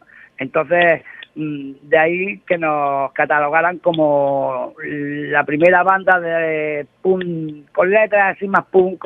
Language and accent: Spanish; Spain; eso conlleva el quitarnos el montón de perjuicios que tenemos los españoles como españoles